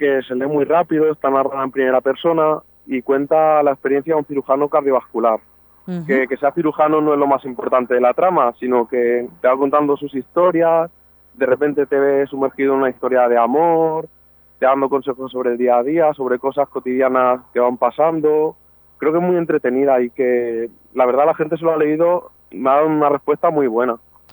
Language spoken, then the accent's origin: Spanish; Navalmoral de la Mata, Extremadura, Spain; yo en realidad soy de Navalmoral, en Cáceres, pero sí que estoy muy vinculado a Talavera porque he estado estudiando allí también muchos años y estoy muy vinculado a esa ciudad.